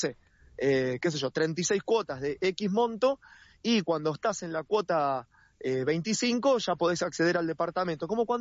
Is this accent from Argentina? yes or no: yes; Longchamps, Buenos Aires Province, Argentina; yo soy de Longchamps